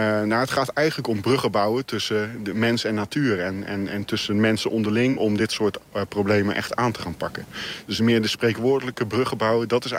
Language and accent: Dutch; Zeeland, Netherlands; het sluit heel erg aan bij onze cultuur als Zeeuw om op een slimme manier met het water om te gaan